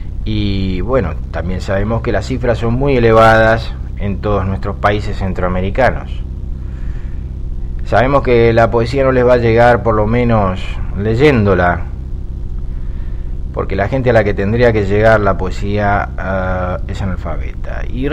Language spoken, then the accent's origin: Spanish; Buenos Aires, Argentina; now in Mexico; proyectos como se hacen a veces en Buenos Aires, en mi país